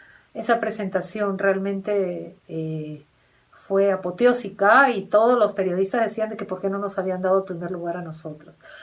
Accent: Peru; como peruanos no nos iban a dar el primer puesto

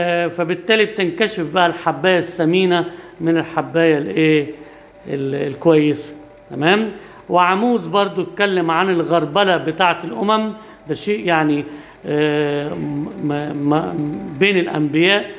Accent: Egypt; مش عندنا في مصر بس،

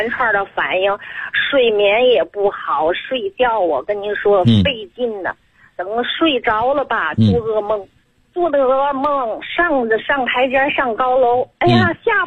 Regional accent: Tianjin, China; 我是天津的。

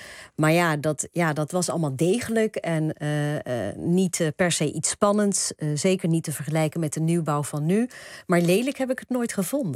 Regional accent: Dordrecht, South Holland, Netherlands; Ja, Dordrecht vind ik sowieso mooi. Maar ja, dat is mijn hometown, mijn geboortestad.

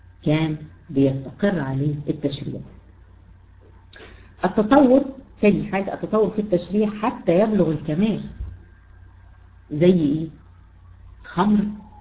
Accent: Egypt; حتى احنا عندنا في مصر ليه كذا اسم

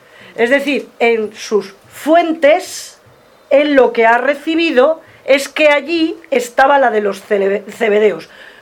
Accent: León, Castile and León, Spain; Bueno, yo soy de León. En León hace mucho frío y hiela mucho, o helaba, ya no sé si hiela.

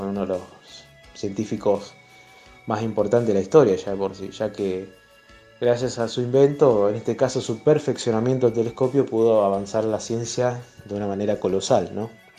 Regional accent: Rosario, Santa Fe, Argentina; de Rosario, en este caso seguimos con la columna de astronomía

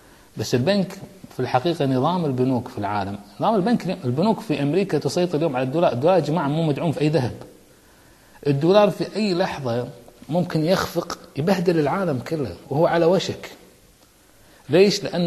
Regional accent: Kuwait; مجتمعات كسلانة ما عندنا بالكويت

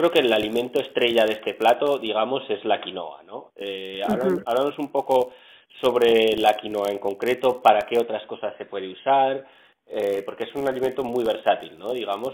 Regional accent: Navarre, Spain; de donde yo soy, en el norte de España, en Navarra, hay tradición de muy buena huerta

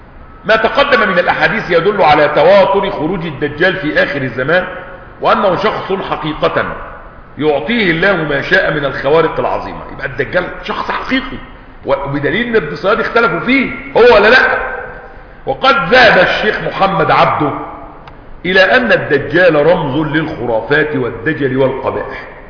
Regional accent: Egypt; مش بيقولوا كده عندنا في مصر محدث نعمة

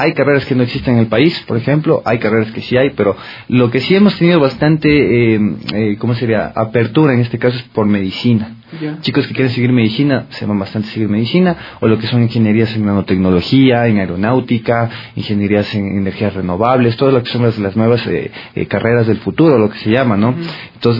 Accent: Ecuador; moved away; cuando yo me fui, yo les decía, soy ecuatoriano

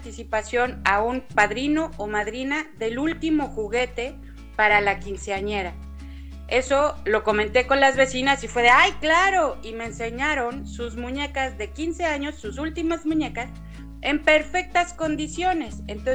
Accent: Quintana Roo, Mexico; moved away as an adult; now in Mexico City, Mexico; yo vivía antes en provincia, en el estado de Quintana Roo, pero en el, cerca del 2000 me fui a la Ciudad de México a estudiar y llegué a vivir a Xochimilco.

